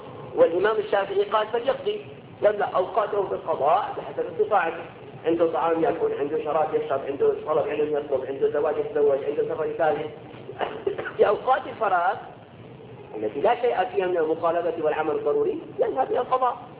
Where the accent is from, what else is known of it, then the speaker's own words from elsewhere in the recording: Syria; نسبة العنوسة عندنا في سوريا